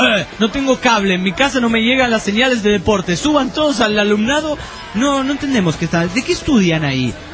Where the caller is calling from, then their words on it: Tarija, Bolivia; Antes, un saludo para todos los tarijeños.